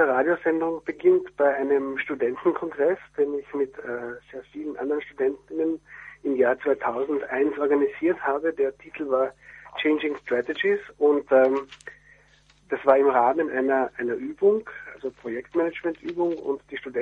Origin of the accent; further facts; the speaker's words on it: Carinthia, Austria; also born or lived in Prague; now in Vienna, Austria; geflüchtet mit politischem Asyl nach Österreich im Jahr 1980 mit meinen Eltern. Bin in Kärnten aufgewachsen, das ist ganz im Süden von Österreich, und bin dann zum Studium nach Wien gekommen